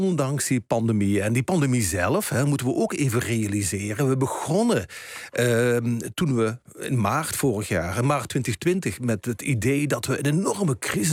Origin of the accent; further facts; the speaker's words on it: Limburg, Netherlands; ik herinner me nog vroeger als kind, als we op schoolreisje gingen vanuit Limburg, waar ik vandaan kom, ergens hier naar de Randstad.